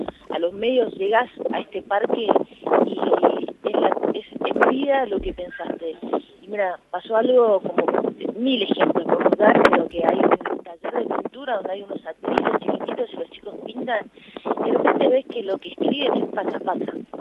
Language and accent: Spanish; Argentina; como argentinos estamos orgullosos de esto.